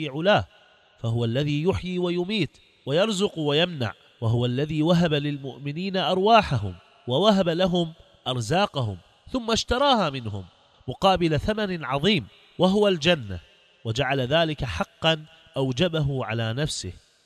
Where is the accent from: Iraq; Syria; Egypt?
Iraq; أصبح الجهاد عندنا في العراق